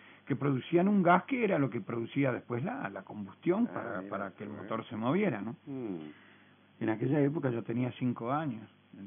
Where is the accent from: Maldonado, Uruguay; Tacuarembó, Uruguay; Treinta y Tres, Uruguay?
Treinta y Tres, Uruguay; La Charqueada; moved away; Claro, porque cuando yo salí de La Charqueada, cuando salimos, cuando mi padre murió